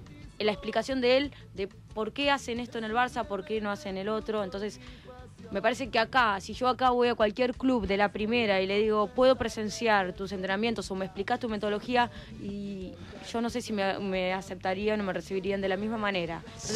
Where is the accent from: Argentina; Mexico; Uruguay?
Argentina; Azul, Buenos Aires Province; En el interior, yo soy de Azul, no soy de acá, entonces él me llevaba...